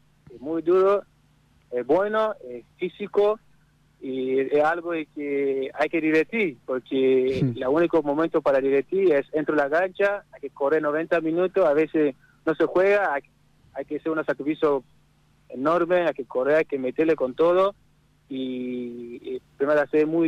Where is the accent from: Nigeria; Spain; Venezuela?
Nigeria; Spanish is a second language; now in Argentina; Sí. Sí, yo soy de Nigeria, sí.